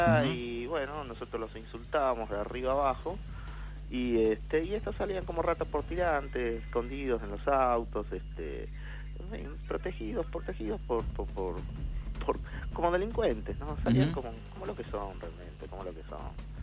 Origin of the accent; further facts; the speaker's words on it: Argentina; empezar a luchar como argentinos, tratando de reflotar el país nosotros